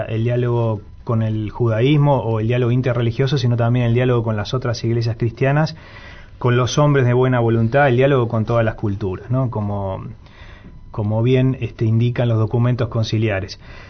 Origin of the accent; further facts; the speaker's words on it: Montevideo, Uruguay; born there; Vale aclarar que yo soy nacido en Montevideo.